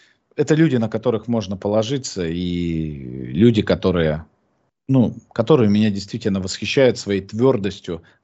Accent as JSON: {"language": "Russian", "region": "Krasnoyarsk Krai", "country": "Russia", "said": "Я же из Красноярского края."}